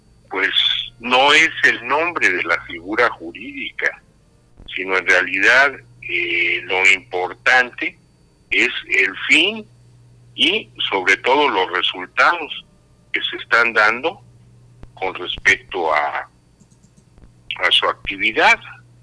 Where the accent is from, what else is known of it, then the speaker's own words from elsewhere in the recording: Mexico; todas las personas que nacimos y vivimos aquí en México